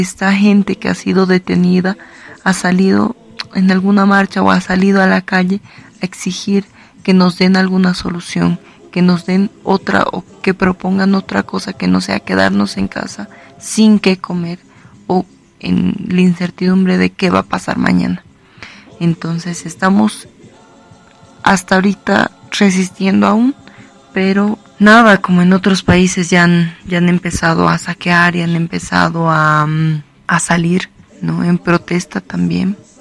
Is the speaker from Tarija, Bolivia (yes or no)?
no; La Paz, Bolivia; de La Paz, de Bolivia, del feminismo, soy parte de la organización Feminismo Comunitario Antipatriarcal.